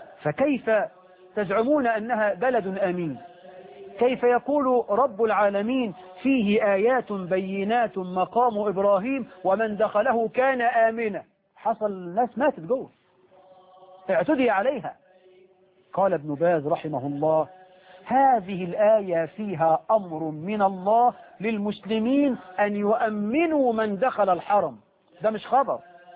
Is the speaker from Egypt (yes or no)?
yes; Egypt